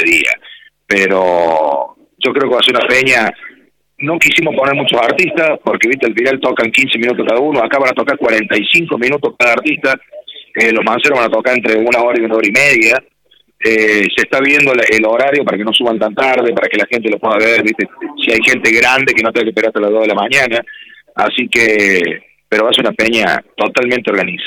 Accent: Sacanta, Córdoba, Argentina; yo soy de Sacanta, nací en Sacanta, 40 kilómetros de Rosario

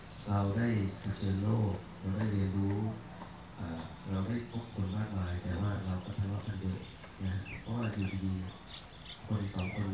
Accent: Nakhon Si Thammarat, Thailand; now in Chiang Muan, Thailand; ผมเป็นคนใต้นะขับรถใต้ทะเบียนเชียงใหม่นะชื่อในทะเบียนบ้านอยู่นครศรีธรรมราชนะแต่ว่าเรารู้สึกว่าแผ่นดินนี้มันตรงไหนก็ได้เราจะไปอยู่ก็บ้านผมอยู่ที่อำเภอเชียงม่วนนะ

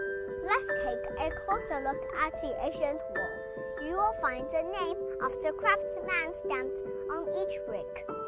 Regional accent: Nanjing, Jiangsu, China; I'm from Nanjing.

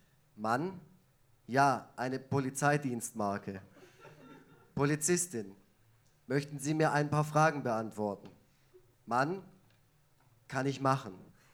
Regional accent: Effringen, Baden-Württemberg, Germany; ich komme ursprünglich aus dem Kaff neben Neubulach, Effringen.

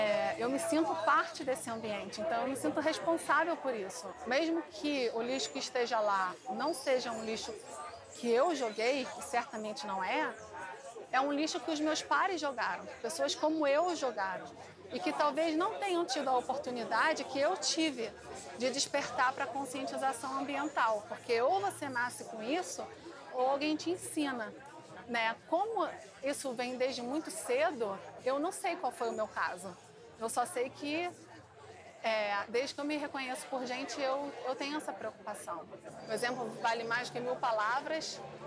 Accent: Rio de Janeiro, Brazil; nascida e criada no Rio de Janeiro. Amo essa cidade. E atualmente eu moro aqui na Urca.

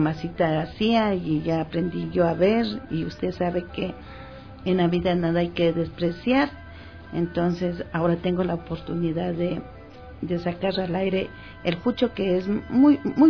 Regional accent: Ambato, Tungurahua, Ecuador; tengo ese orgullo de ser ambateña.

